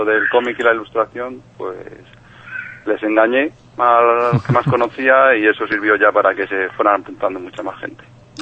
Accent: Madrid, Community of Madrid, Spain; Soy de aquí, del puritito centro de Madrid.

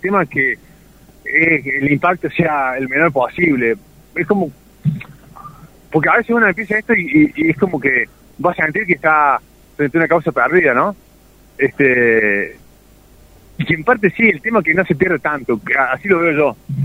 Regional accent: Córdoba, Argentina; Yo soy de Ciudad Córdoba, tengo 37 años, he visto cómo, conozco este valle de hace mucho, de haber venido de pibe, ¿no?

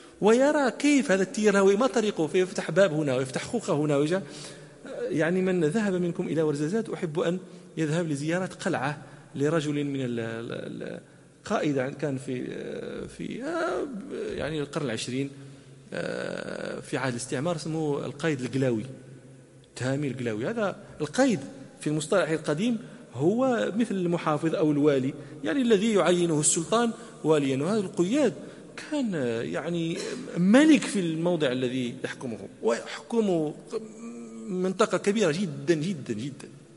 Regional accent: Morocco; هذه قطعة من الصحراء العربية موجودة عندنا في المغرب

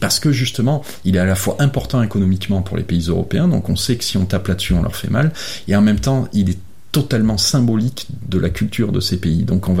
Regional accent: France; en tant que Français, j'ai du mal à le dire comme ça

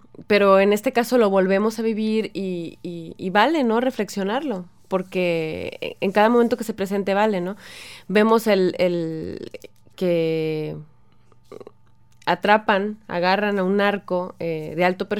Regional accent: Mexico; que es lo que nos debe importar como ciudadanos mexicanos

